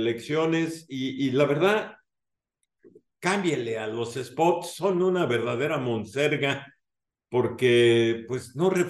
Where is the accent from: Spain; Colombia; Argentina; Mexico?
Mexico; lo que necesitamos como sociedad, como mexicanos